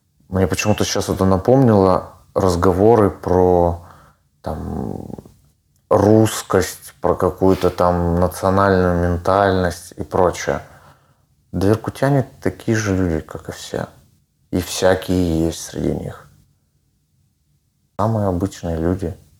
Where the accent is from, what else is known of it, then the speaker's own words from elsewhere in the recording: Irkutsk, Irkutsk Oblast, Russia; Я вырос в этом районе, на перекрестке Байкальской и Тимирязева.